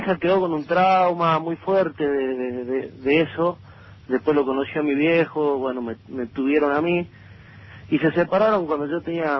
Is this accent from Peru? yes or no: no; Jujuy, Argentina; now in Buenos Aires, Argentina; soy de Jujuy, estoy ahora estudiando aquí en Buenos Aires.